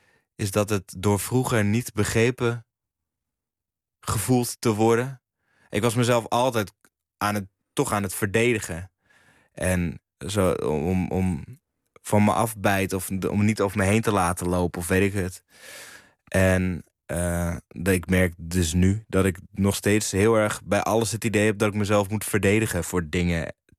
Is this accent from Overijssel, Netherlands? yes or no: no; Huizen, North Holland, Netherlands; also born or lived in Blaricum; Maar dat denken mensen wel altijd als ik zeg dat ik uit Blaricum kom. Dus ik zeg ook altijd dat ik uit Huizen kom. Ik ben wel in Huizen geboren.